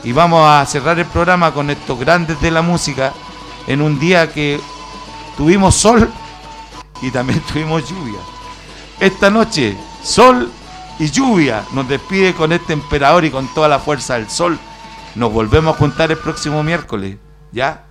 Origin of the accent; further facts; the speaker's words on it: Chile; Tenemos que hacer cosas que nos llenan de orgullo como chilenos